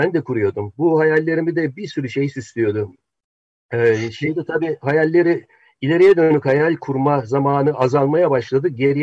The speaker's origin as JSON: {"language": "Turkish", "region": "Ankara", "country": "Turkey", "tie": "born or raised there", "said": "Ankara'da büyüdüm ben."}